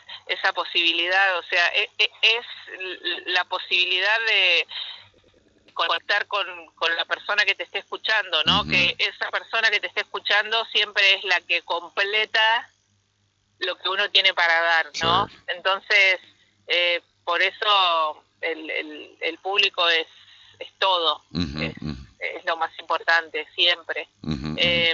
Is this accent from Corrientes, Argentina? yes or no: no; Buenos Aires, Argentina; born there; now in Salta, Argentina; Yo soy nacida en Buenos Aires, pero hace 10 años que vivo en la provincia de Salta, también en un pueblo, camino a Cafayate.